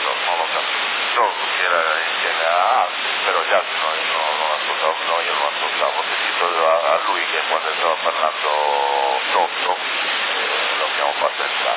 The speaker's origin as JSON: {"language": "Italian", "town": "Ottava", "region": "Sardinia", "country": "Italy", "said": "io sono di Ottava, ma no, e non mi vergogno di dire dove sono"}